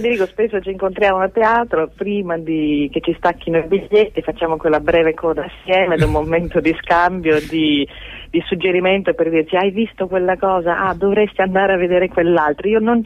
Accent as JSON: {"language": "Italian", "town": "Gorizia", "region": "Friuli-Venezia Giulia", "country": "Italy", "also_born_or_lived": "Trieste", "said": "io sono di Gorizia, nata a Trieste"}